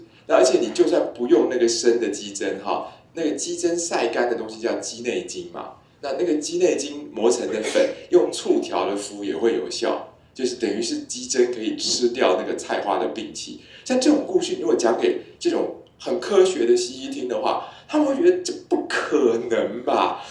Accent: Taiwan; 这也完全不是我们台湾人会讲的一种语言啊，

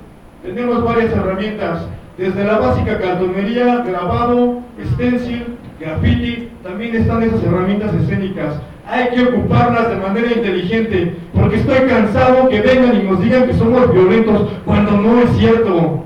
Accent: San Lorenzo Tezonco, Mexico City, Mexico; Yo era de San Lorenzo Texonco.

